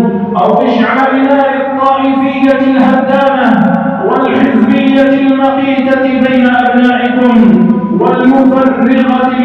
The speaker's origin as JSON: {"language": "Arabic", "country": "Algeria", "said": "ها هي بلادنا الجزائر تعيش في أمن واستقرار"}